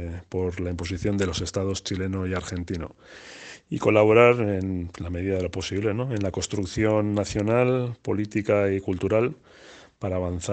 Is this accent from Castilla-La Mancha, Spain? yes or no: no; Basque Country, Spain; la vinculación que tenemos acá en el País Vasco con el pueblo mapuche.